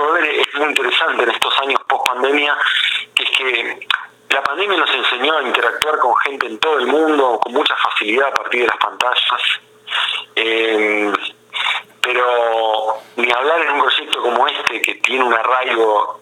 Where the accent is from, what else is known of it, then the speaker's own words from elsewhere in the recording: Buenos Aires, Argentina; yo, como porteño, yo me crié en Buenos Aires